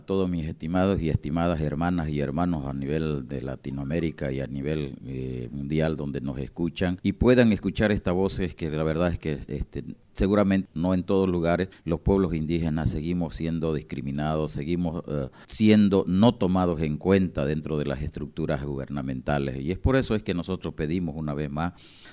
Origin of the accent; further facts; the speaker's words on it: Santa Cruz, Bolivia; nosotros ancestralmente somos de Santa Cruz. Nosotros nunca nos fuimos.